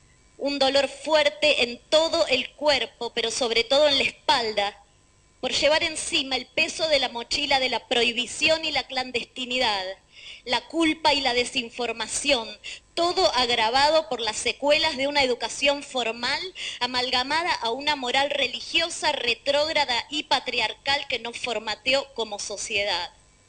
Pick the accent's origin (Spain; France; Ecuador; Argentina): Argentina; Soy mujer, ciudadana argentina y potencial persona gestante.